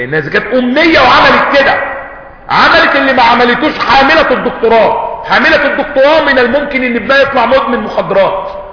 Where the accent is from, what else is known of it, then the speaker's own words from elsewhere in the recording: Egypt; مش بيقولوا كده عندنا في مصر محدث نعمة